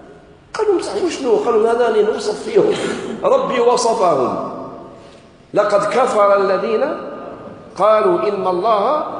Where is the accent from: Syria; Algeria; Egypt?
Algeria; وإحنا عندنا في المغرب العربي وخاصة في الجزائر